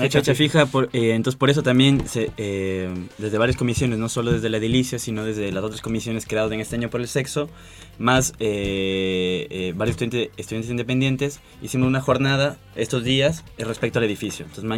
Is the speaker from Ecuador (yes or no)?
yes; Ecuador; now in Buenos Aires, Argentina; Yo, por ejemplo, yo vengo del Ecuador y el primer día que llegué acá a Buenos Aires